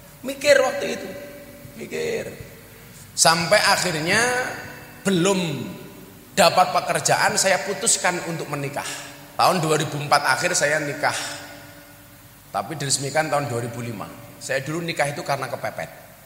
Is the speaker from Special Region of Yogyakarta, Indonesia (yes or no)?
yes; Yogyakarta, Special Region of Yogyakarta, Indonesia; also born or lived in Lampung; Saya aslinya Bandengan sini, Tegal Sari. Lahir di Lampung. Gede ning Yogyakarta. … putra Jawa kelahiran Sumatera.